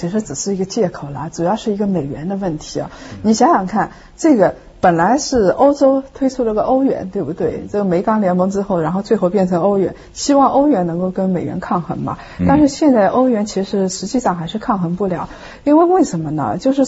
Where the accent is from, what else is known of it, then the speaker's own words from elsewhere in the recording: China; 就是我们中国人啊